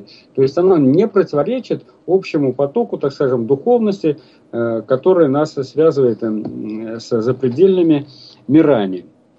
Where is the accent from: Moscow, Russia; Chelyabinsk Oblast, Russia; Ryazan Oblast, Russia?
Ryazan Oblast, Russia; Ну, второй пример, вот это Рязанская область. У меня на родине